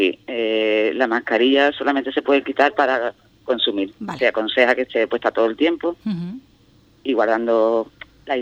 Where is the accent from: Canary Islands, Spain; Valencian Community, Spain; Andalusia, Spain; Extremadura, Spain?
Andalusia, Spain; yo que vengo de otra localidad de Cádiz, la fiera preciosa, vamos.